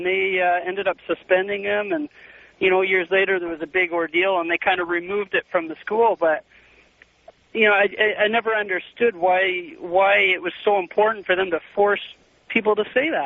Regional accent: Canada; I'm from Canada here

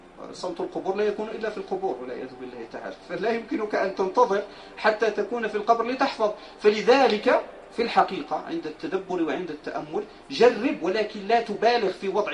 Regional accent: Morocco; ولكن هذا البلاذر هو موجود عندنا في المغرب

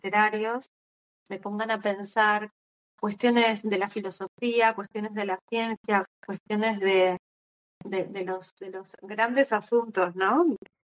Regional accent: Argentina; es como un elemento inevitable siendo escritora argentina, tener incorporada la precariedad laboral.

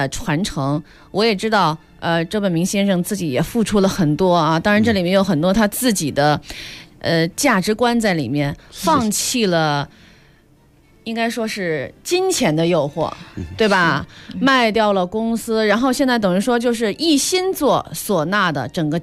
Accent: Anhui, China; 我们安徽的班底哈

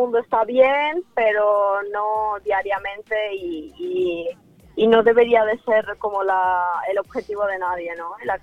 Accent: Ukraine; Yo, de hecho, tengo tatuado en la mano que soy de Ucrania. O sea, para mí mi país, mi tierra es, no sé, yo formo parte de eso. Son mis raíces

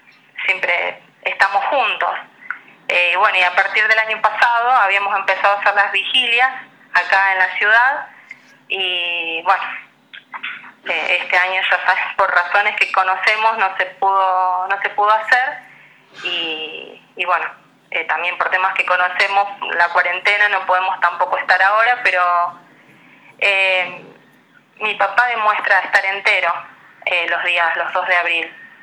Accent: Paso de los Libres, Corrientes, Argentina; born there; now in San Lorenzo, Argentina; Nosotros con mi hermana somos nacidas en Paso de los Libres y ya mi hermano nació en Rosario.

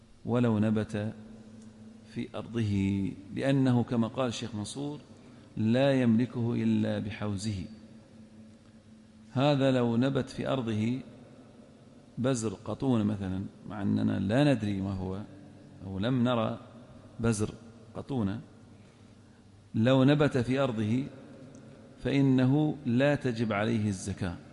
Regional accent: Al-Ahsa, Eastern Province, Saudi Arabia; نفترض لقاط يمشي بين النخيل مثلا عندنا في الأحساء

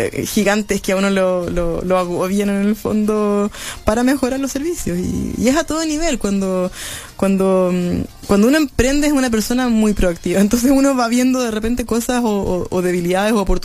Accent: Chile; Estamos creciendo en cultura viajera como chilenos también

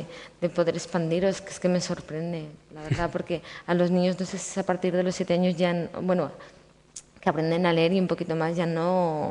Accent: Spain; mi pueblo es fronterizo con Portugal

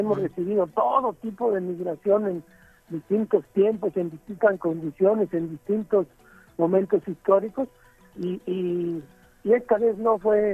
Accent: Mexico; un enemigo formidable que somos los mexicanos, ¿no?

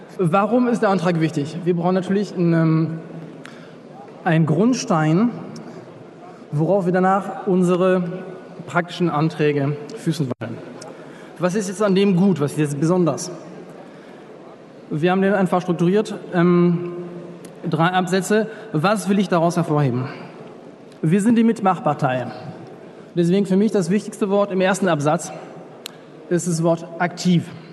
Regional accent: France; German is a second language; now in Germany; Genau Frankreich, wo ich herkomme, genau wie Deutschland, mein Gastland, braucht Europa

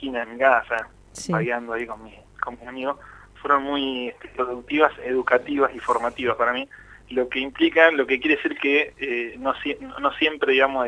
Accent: Azul, Buenos Aires Province, Argentina; yo algo que rescato de mi infancia, de mi niñez en Azul

